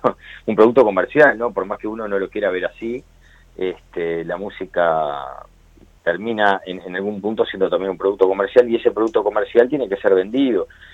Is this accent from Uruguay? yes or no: yes; Montevideo, Uruguay; No, soy montevideano.